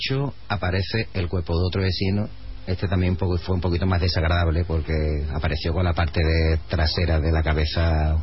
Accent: Madrid, Community of Madrid, Spain; Pues vengo de Madrid.

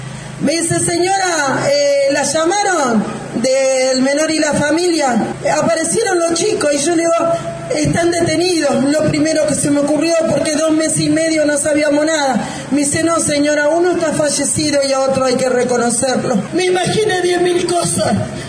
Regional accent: Villa Lugano, Buenos Aires, Argentina; de Villa Lugano, Villa 20

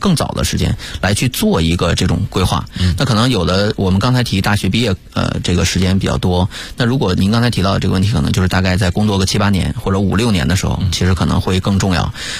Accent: Northeast China, China; 我是东北人哈

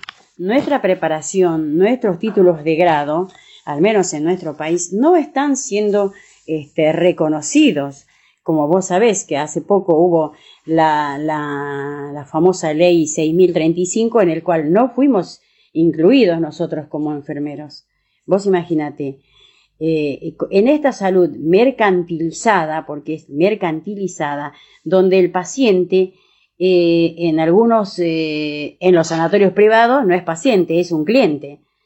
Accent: Argentina; y nosotros como Argentina, como país

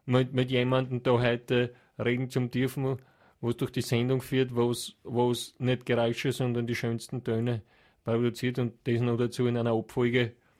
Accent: Hieflau, Styria, Austria; ich komme ja von Land, ich komme aus der Steiermark, aus der Gegend von Hieflau, Knittelfeld, Gesäuse. Dachstein West, die Region. Und dort hat jeder ein eigenes Haus und einen Garten fast.

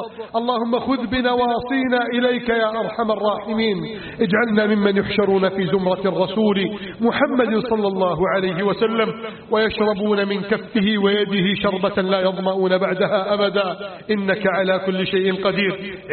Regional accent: Egypt; واجعل بلدنا مصر آمنا مطمئنا

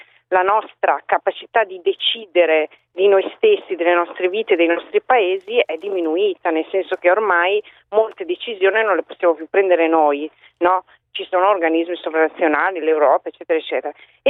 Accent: Emilia-Romagna, Italy; quando ritorno dalle mie parti, e cioè in Emilia Romagna, che appunto non è una zona di destra.

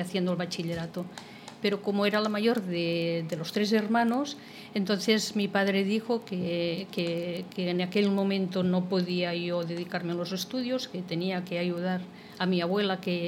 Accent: Terrassa, Catalonia, Spain; accent: Catalan; Yo soy de Tarrasa, se me nota un poco el acento catalán al hablar en castellano.

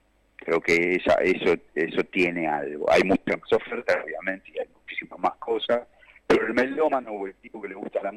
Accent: Temperley, Buenos Aires Province, Argentina; now in Mar del Plata, Argentina; yo soy del sur también, yo viví mucho tiempo

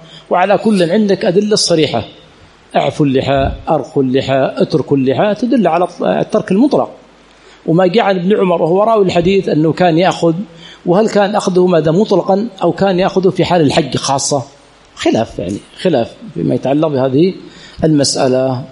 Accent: Aden, Yemen; عندنا في عدن يقولونه فوفل حالي

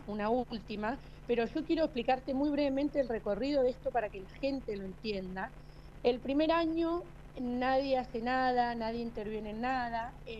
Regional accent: Mendoza, Argentina; born there; also born or lived in General Pico; now in Ceballos, Argentina; Yo en Pico, en realidad, soy nacida en la provincia de Mendoza y hace 24 años que llegamos a La Pampa. Mi papá, militar del ejército, por un traslado vinimos a General Pico y estamos desde entonces acá en La Pampa.

